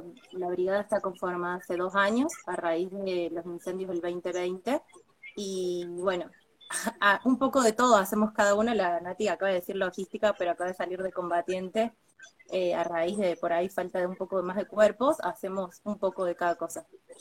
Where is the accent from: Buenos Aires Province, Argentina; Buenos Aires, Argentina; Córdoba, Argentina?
Córdoba, Argentina; Saldán; soy de acá de Saldán, del inicio del corredor de las Sierras Chicas.